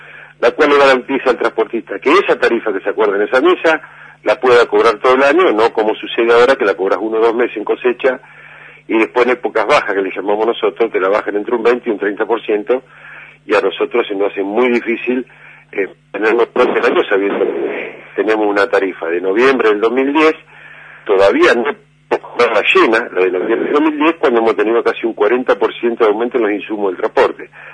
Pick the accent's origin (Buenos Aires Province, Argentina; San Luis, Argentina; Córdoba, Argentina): Buenos Aires Province, Argentina; Azul; yo vengo de Azul